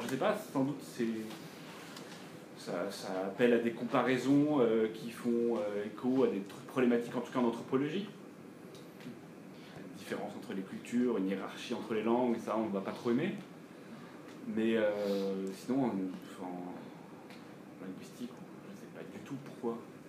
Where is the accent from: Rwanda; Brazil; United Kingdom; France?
France; also born or lived in Greece; j'ai grandi en Grèce jusqu'à mes 3 ans. J'ai appris le grec en le parlant. Mais j'ai grandi toute ma jeunesse en France. Et du coup, j'ai eu les deux langues qui ont communiqué entre elles.